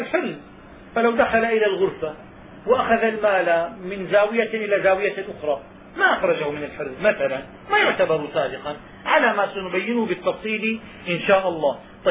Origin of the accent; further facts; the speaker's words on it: Syria; حينما كنا صغارا عندنا في الشام كنا نسمع أن اللص يدخل فيسرق النحاس